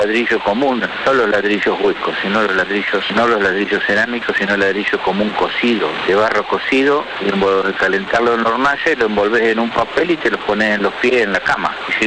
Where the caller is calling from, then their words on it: Caballito, Buenos Aires, Argentina; de Caballito